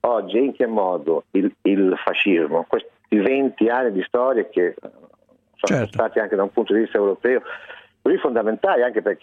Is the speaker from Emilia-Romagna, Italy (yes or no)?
yes; Predappio, Emilia-Romagna, Italy; born there; Ma guardi, io sono nato a Predappio 50 anni fa.